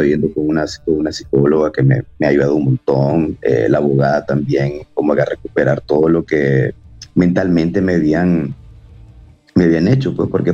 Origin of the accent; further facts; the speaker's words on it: Nicaragua; also born or lived in El Salvador; yo nací en El Salvador, pero me crié en Nicaragua pues toda mi vida, pues, o sea, desde que tengo 5 años. Entonces son 35 años de estar viviendo en Nicaragua